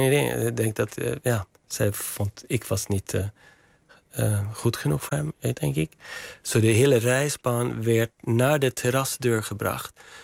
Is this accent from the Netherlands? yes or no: no; Järna, Stockholm County, Sweden; Dutch is a second language; En er is een soort centrum in Järna, waar ik vandaan kom in Zweden.